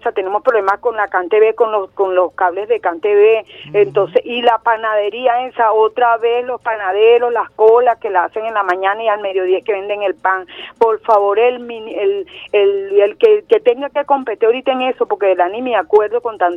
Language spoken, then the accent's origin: Spanish; Venezuela; porque somos seres humanos, somos venezolanos.